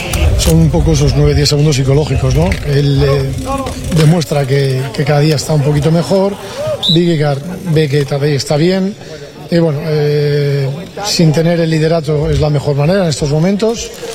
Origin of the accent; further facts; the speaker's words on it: Bilbao, Basque Country, Spain; Yo soy de Bilbao, y como buen bilbaíno en la capital del mundo.